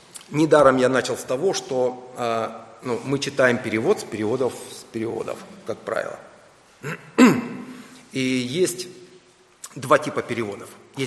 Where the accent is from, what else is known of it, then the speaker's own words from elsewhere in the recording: Ukraine; Я вырос в Советском Союзе, на Украине, я знаю все в этом плане.